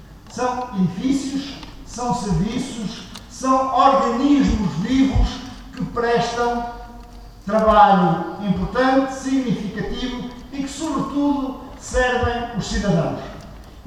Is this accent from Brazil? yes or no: no; Portugal; por aquilo que somos enquanto portugueses